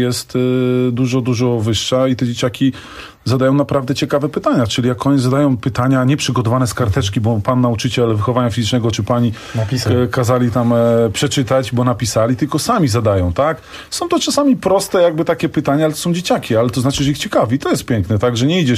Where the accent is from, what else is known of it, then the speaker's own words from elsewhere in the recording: Bieżuń, Masovian Voivodeship, Poland; Oczywiście ja jestem z małej miejscowości, z Bieżunia.